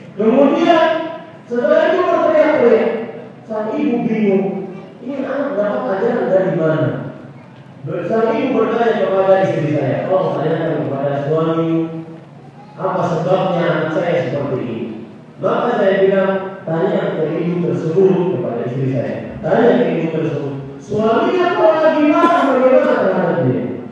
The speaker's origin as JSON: {"language": "Indonesian", "town": "Banjarmasin", "region": "South Kalimantan", "country": "Indonesia", "said": "itu istilah Banjarmasin, kota saya"}